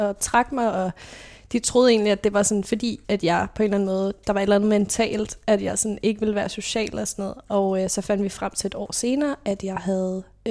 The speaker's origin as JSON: {"language": "Danish", "town": "Roskilde", "region": "Zealand", "country": "Denmark", "tie": "born or raised there", "said": "Jeg kommer fra Roskilde, født og opvokset der, og er i en familie med to andre søskende. Der er 5 og 10 år mellem os, så jeg er den mindste. Og der er jeg vokset op i sådan lidt forstadsliv, vitterligt, altså bil, vorse og villa."}